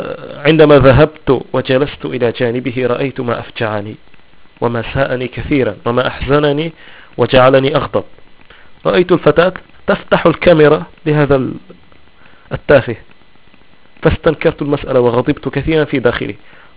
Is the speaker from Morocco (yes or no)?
yes; Morocco; accent: Shilha; Arabic is a second language; كيغ أشلحي، يعني أنا أمازيغي أتكلم اللهجة الشلحة